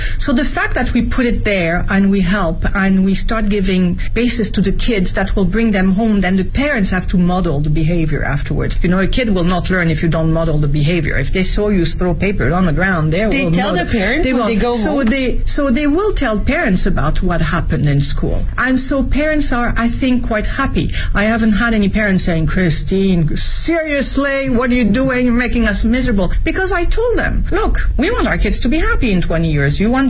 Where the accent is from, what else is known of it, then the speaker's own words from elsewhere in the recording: France; English is a second language; now in Beijing, China; My environment, as I was growing up in France, we never really questioned it.